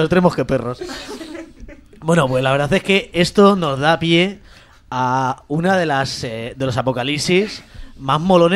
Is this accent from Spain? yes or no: yes; Vallecas, Community of Madrid, Spain; yo, como algunos de vosotros sabéis, soy de Vallecas.